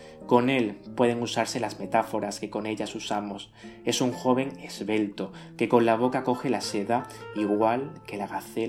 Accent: Coín, Andalusia, Spain; la mayoría de la trama transcurre en mi pueblo, Coín. De hecho, he vivido durante muchos años cerca de la calle llamada La Bella Jarifa.

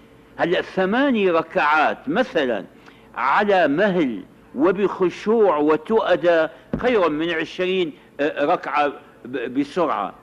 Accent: Syria; التراويح هذه كانت عندنا في الشام في أول أمر

